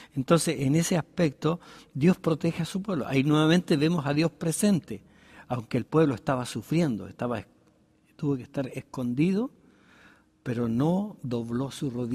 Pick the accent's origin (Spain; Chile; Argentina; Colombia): Chile; nosotros, como chilenos, estamos acá, nosotros tenemos un pensamiento occidental.